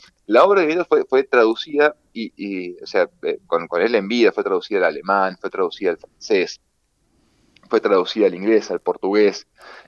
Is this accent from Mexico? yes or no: no; Mendoza, Argentina; a mí lo personal me dolió un poquito, digo en lo personal, como mendocino